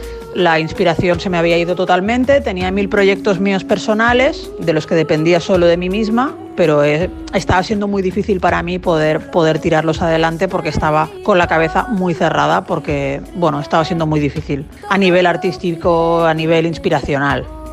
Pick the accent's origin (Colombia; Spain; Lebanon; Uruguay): Spain; Barcelona, Catalonia; de Barcelona, España, y estoy súper contenta de haber participado